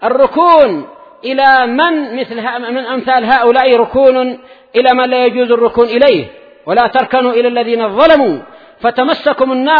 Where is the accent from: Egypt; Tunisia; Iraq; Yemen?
Yemen; أنا وهو كلنا من أهل اليمن